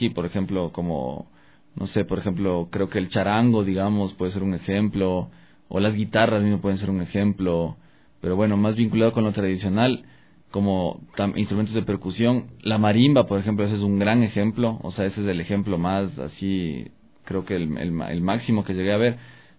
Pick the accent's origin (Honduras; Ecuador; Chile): Ecuador; Latacunga, Cotopaxi; born there; porque nací en la Tacunga y eso, son los bombos de Pujilí, que hay allá